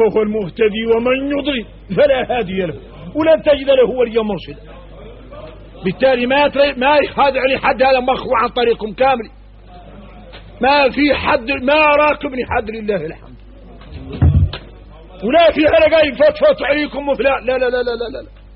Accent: Mauritania; احنا موريتاني نعرفوا شكل من النفاق

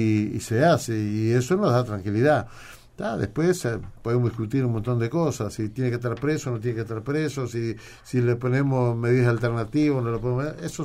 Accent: Uruguay; lo hacemos nosotros como uruguayos cuando decidimos ir a algún lugar

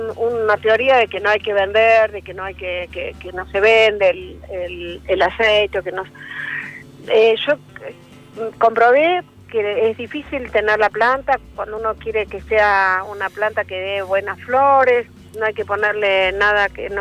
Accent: Las Grutas, Río Negro, Argentina; nosotros somos de Las Grutas, provincia de Río Negro, una playa preciosa que los invito a conocer cuando quieran.

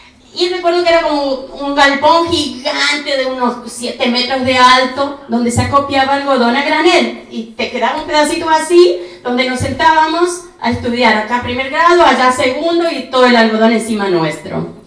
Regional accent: Chaco, Argentina; Yo, por ejemplo, soy chaqueña. Con mucho orgullo. Es una ciudad a la cual yo le llamo todavía pueblo, porque esas ciudades del interior todavía se vive, se piensa como pueblo

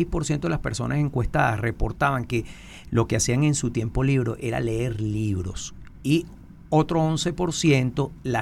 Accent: Venezuela; yo pienso que lo importante también como venezolano es que tenemos que rescatar

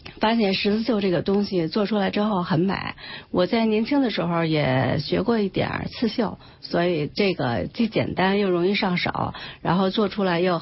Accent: Lugouqiao, Beijing, China; 我是来自卢沟桥乡的创意达人

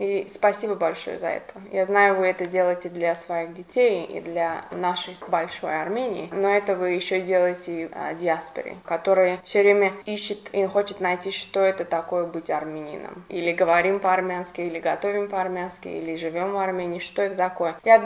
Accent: Baku, Azerbaijan; и как бакинка, я хочу сказать вам спасибо за ваш пример

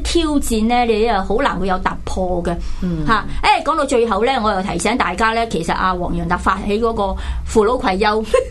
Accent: Hong Kong; 唔同我哋香港人

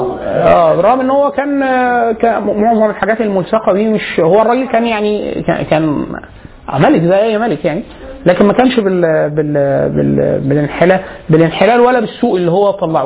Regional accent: Egypt; عندنا في مصر

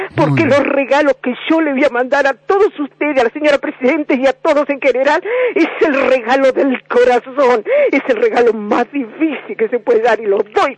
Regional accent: Argentina; como argentino no hemos olvidado muchas cosas.

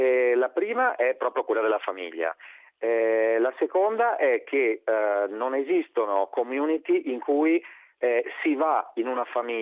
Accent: Veneto, Italy; accent: Venetian; also born or lived in Vicenza; io sentirò dal mio accento che sono veneto, vivevo a Vicenza

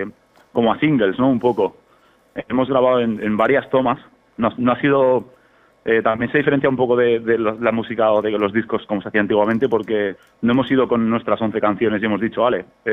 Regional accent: Spain; Está claro que, pues que somos españoles y que primero tendremos que pelear por aquí

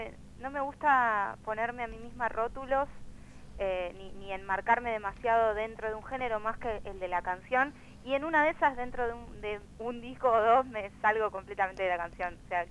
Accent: Buenos Aires, Argentina; Soy muy porteña. Tan porteña como todos los porteños, me imagino.

